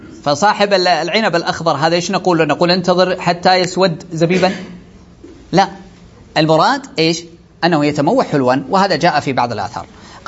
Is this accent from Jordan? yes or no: no; Saudi Arabia; هذه عندنا في السعودية نأخذها من فوق